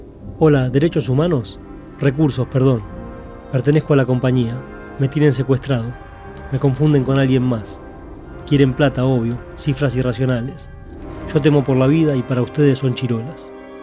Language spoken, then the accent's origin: Spanish; Avellaneda, Buenos Aires Province, Argentina; Para mí, creciendo en Avellaneda, también son cosas que me remiten al barrio como era un poco antes